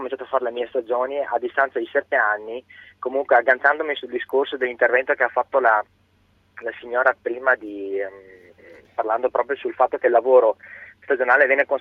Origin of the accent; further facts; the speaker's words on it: Vicenza, Veneto, Italy; moved away as an adult; Io ho 25 anni, sono di Vicenza, diciamo sono partito a 18 anni